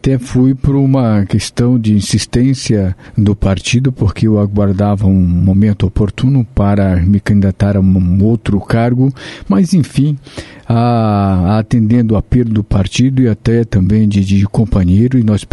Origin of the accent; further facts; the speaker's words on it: Maranhão, Brazil; moved away as an adult; now in Apucarana, Brazil; lá eu nasci lá no Maranhão, mas eu vim muito... Eu vim novo, né, em torno de 18 anos, 19 anos, aqui diretamente para o estado do Paraná, me fixei ali na cidade de Apucarana, ali no norte do Paraná.